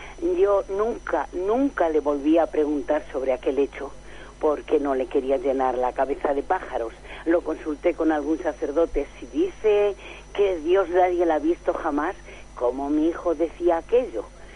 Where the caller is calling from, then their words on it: Málaga, Andalusia, Spain; de Málaga.